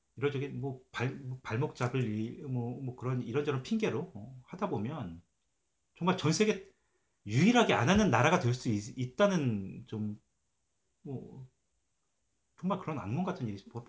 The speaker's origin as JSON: {"language": "Korean", "country": "South Korea", "said": "저도 이제 한국 사람이다 보니까"}